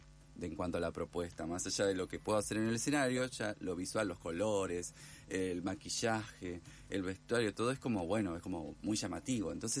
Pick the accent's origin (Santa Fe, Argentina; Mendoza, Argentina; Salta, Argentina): Santa Fe, Argentina; Esperanza; moved away as an adult; now in Buenos Aires, Argentina; Estando acá en Buenos Aires, yo soy esperancina santafesina. Imagínate que viví desde que nací hasta los 28 años allá. Y estoy acá hace un montón de años. No, tengo 39, así que estoy acá hace un poquito más de 10 años.